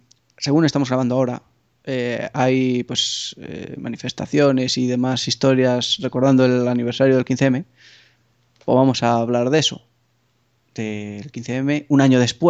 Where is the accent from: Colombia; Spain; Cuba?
Spain; accent: Galician; nuestro acento gallego. Sí. Porque el nuestro creo que no se nota tanto